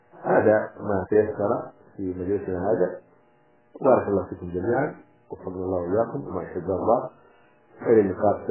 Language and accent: Arabic; Hadramawt, Yemen; القنفذ إحنا عندنا في حضرموت كانوا يأكلونه